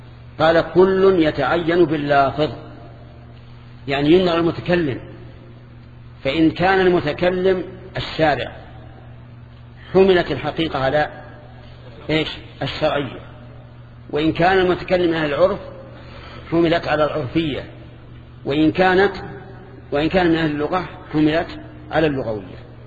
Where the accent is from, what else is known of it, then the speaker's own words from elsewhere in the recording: Najd, Saudi Arabia; أما عندنا في نجد فالشات هي الأنثى من الظأن